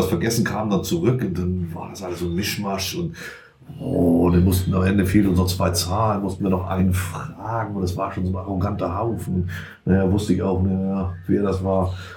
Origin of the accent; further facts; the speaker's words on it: Elsdorf, Germany; ich komme aus Elsdorf, also das ist noch so eine Entfernung, da ist der Schneewarding einfach ein Begriff.